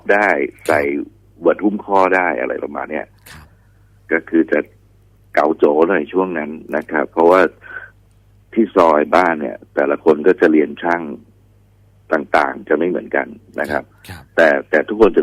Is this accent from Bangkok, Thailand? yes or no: yes; Bangkok, Thailand; พี่เป็นคนกรุงเทพนะคนฝั่งทนอยู่เจริญนคร